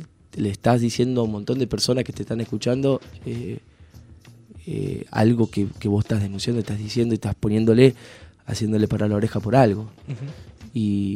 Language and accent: Spanish; Tucumán, Argentina; yo soy de acá de Tucumán y esta samba que es tan característica de Tucumán, la tengo que cantar